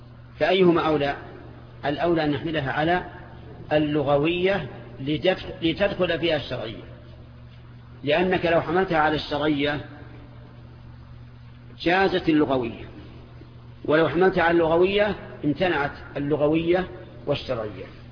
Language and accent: Arabic; Najd, Saudi Arabia; أما عندنا في نجد فالشاة هي الأنثى من الضأن